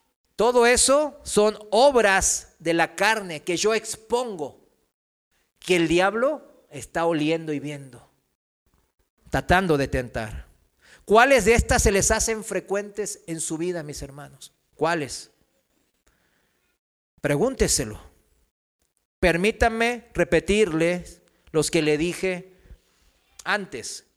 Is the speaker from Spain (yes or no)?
no; South Korea; Spanish is a second language; en mi país, en Corea